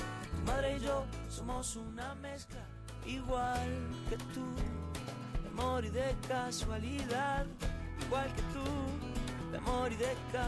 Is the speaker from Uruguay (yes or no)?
yes; Montevideo, Uruguay; Yo soy del sur de Montevideo.